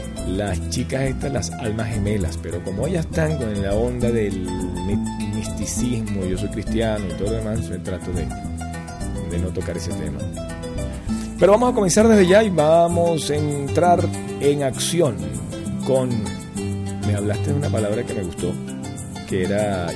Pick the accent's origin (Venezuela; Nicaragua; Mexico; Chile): Venezuela; ¿Cómo no vas a ser venezolano si soy venezolano?